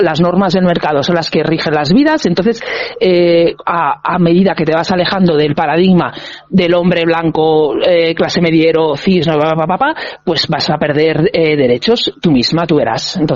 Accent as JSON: {"language": "Spanish", "region": "Catalonia", "country": "Spain", "said": "Yo vengo de Cataluña"}